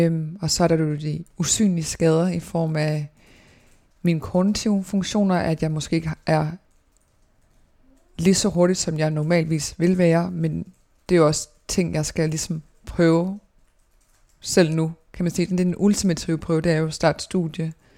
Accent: Odense, Region of Southern Denmark, Denmark; jeg er født i 1997 i Odense på Odense Universitetshospital og har boet i Dalum i Odense i det samme dejlige parcelhus i hele min barndom og hele min teenageår.

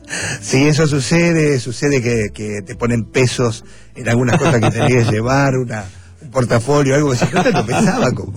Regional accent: Caseros, Buenos Aires Province, Argentina; Yo soy de Caseros.

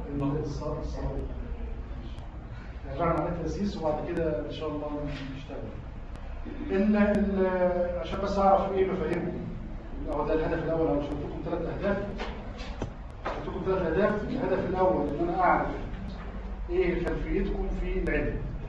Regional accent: Egypt; أنا راجل محلل اجتماعي تربوي، كان في اعلان عندنا في مصر

